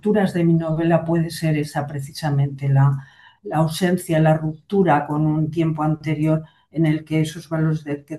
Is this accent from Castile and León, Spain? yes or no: no; Aragon, Spain; me muevo muy bien en este ambiente mío, de mi tierra, ¿no? Me gusta Aragón.